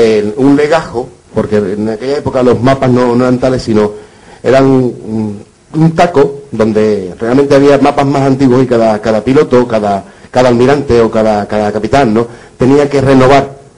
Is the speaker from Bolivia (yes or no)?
no; Huelva, Andalusia, Spain; yo que soy de Huelva